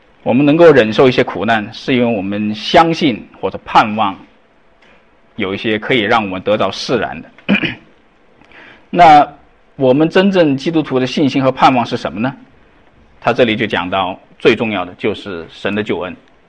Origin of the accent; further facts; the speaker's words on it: China; 那因为我们中国人口众多嘛哈